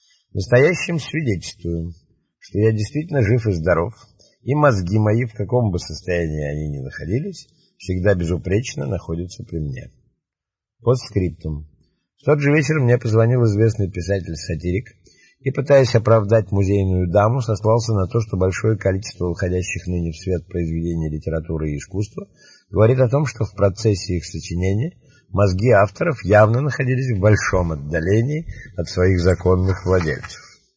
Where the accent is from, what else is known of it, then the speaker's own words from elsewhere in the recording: Saint Petersburg, Russia; born there; now in Moscow, Russia; Я родился в Петербурге, в доме, где жил Римский Корсаков, Загородный проспект 28. В 1924 году переехал с семьей на Казанскую улицу, номер 8/10